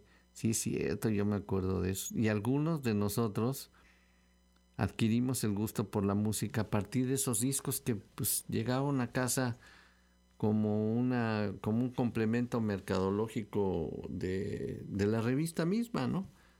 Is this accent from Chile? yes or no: no; Brazil; Y le dije, yo soy brasileño, yo sí voy, ¿no?